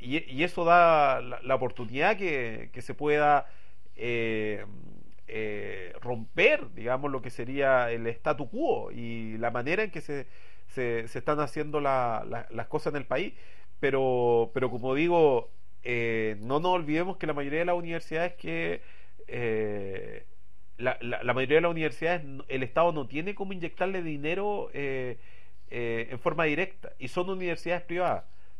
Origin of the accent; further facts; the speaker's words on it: Santiago, Santiago Metropolitan Region, Chile; como somos santiaguinos y para pensar en Chile, no somos chilenos para pensar, sino que somos santiaguinos para pensar